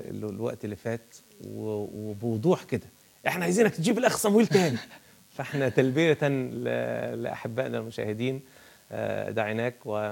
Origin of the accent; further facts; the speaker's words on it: Egypt; ولما نقول إنه بلادنا مصر تنتظر شيء جديد مختلف